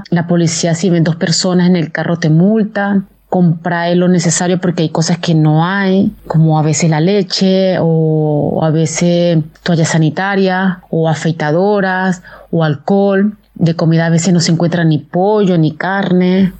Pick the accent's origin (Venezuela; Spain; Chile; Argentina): Venezuela; now in Italy; soy de Venezuela. Yo en este momento estoy en Italia, en el norte de Italia, entre Salerno y Cava.